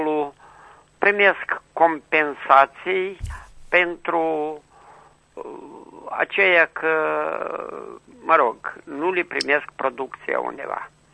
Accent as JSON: {"language": "Romanian", "region": "Chișinău", "country": "Moldova", "said": "sunt din Chișinău și vreau așa o problemă să o consult cu dumneavoastră."}